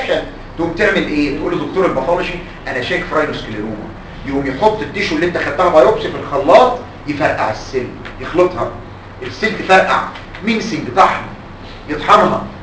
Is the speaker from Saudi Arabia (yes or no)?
no; Egypt; انتوا عارفين ان اللي بيقولوا علينا كده كمصريين